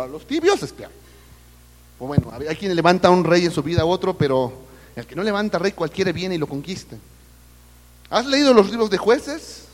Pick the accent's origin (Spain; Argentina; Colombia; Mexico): Mexico; Lo crean o no, yo también soy mexicano. Yo sé que a veces la apariencia no da la apariencia de europeo o algo así, pero soy mexicano.